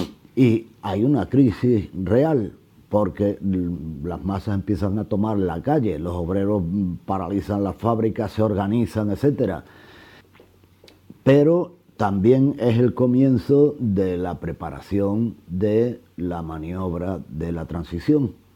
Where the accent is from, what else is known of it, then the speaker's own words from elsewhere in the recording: La Herrería, Andalusia, Spain; born there; Nací en La Herrería, una aldea de Fuente Palmera, provincia de Córdoba. En el año 42 me tocó pues crecer en la posguerra, en los años de la hambre.